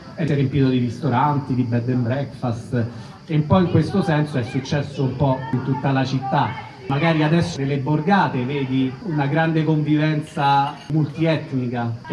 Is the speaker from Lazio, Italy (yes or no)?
yes; Rome, Lazio, Italy; io, nato e cresciuto a Monteverde